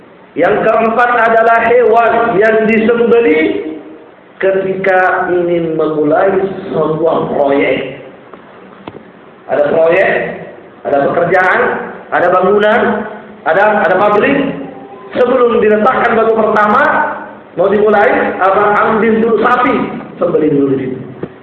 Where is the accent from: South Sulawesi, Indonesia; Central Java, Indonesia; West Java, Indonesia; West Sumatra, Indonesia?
South Sulawesi, Indonesia; Pangkep; Ya, di kampung saya itu seperti ini. Pernah ada pabrik es. Subhanallah, ternyata sampai juga di pangkep ya.